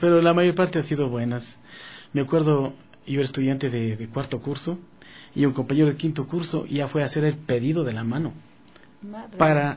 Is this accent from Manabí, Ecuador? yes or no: no; San José de Chimbo, Bolívar, Ecuador; mi padre aprendió en mi pueblo mismo de Chimbo, porque San José de Chimbo ha sido siempre un pueblo de artesanía, de mucha artesanía, ¿no?